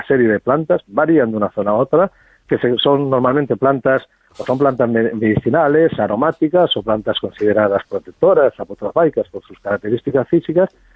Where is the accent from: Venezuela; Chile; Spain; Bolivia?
Spain; Vigo, Galicia; born there; Yo recuerdo, yo nací en Vigo, en mi barrio